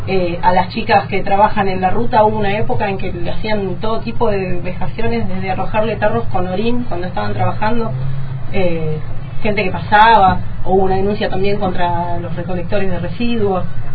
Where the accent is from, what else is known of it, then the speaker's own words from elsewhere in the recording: Viedma, Río Negro, Argentina; also born or lived in Buenos Aires; yo en realidad soy de Buenos Aires, pero nos vinimos a vivir con mi familia a Viedma en el 91, o sea que toda mi parte de adolescencia, escuela secundaria y todos los momentos más heavy fueron en Viedma, Río Negro.